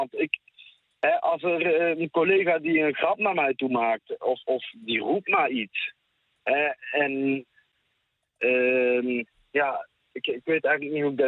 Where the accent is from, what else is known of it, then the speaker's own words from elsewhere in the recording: Tilburg, North Brabant, Netherlands; Ja, ik ben in Nederland geboren, ik ben zelf Tilburger.